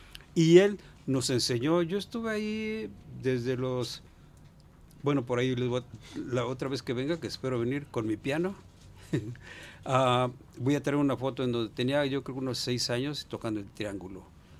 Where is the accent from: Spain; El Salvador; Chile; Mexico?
Mexico; Chapala, Jalisco; born there; Yo nací en Chapala.